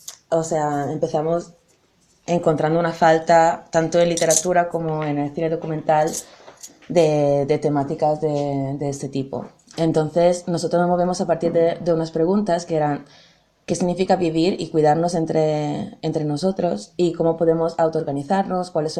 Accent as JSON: {"language": "Spanish", "country": "Italy", "said": "es de mi raíz, o sea, vengo de Italia y de Sud Europa y es muy diferente"}